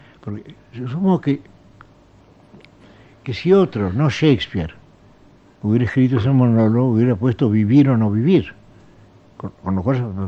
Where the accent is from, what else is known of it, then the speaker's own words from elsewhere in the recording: Buenos Aires, Argentina; also born or lived in Geneva, Switzerland; Yo soy porteño.